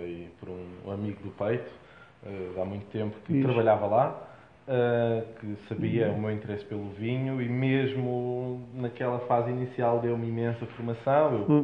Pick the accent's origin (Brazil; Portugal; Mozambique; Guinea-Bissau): Portugal; Ericeira, Lisbon; da hotelaria voltei para a Ericeira, que é a zona de onde eu sou, ali da volta